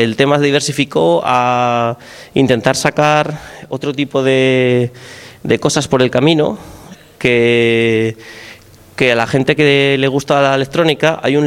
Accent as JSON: {"language": "Spanish", "town": "Oviedo", "region": "Asturias", "country": "Spain", "said": "Yo, por lo menos, en Oviedo, de donde soy, ha desaparecido"}